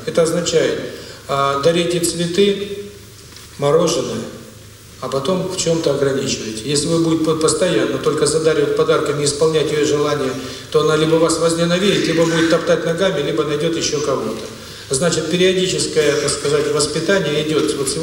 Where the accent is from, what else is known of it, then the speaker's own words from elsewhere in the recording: Saint Petersburg, Russia; also born or lived in New York, United States; now in Moscow, Russia; проживал в Нью-Йорке. Полгода тому назад по приглашению друга москвича переехал с семьей в Москву. Все мы петербуржцы.